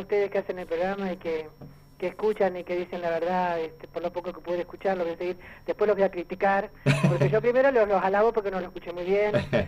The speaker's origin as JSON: {"language": "Spanish", "region": "Chaco", "country": "Argentina", "tie": "born there", "said": "no, yo nací en el Chaco."}